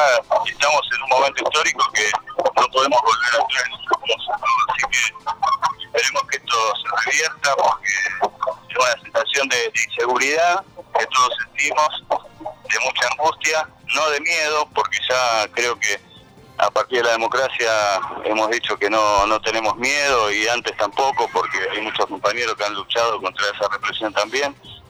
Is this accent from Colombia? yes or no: no; Argentina; nosotros como pueblo argentino hemos mantenido vagos desde hace muchísimo tiempo